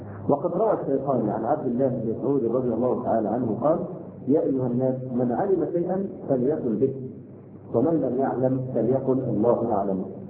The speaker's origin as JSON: {"language": "Arabic", "country": "Egypt", "said": "عندنا في مصر"}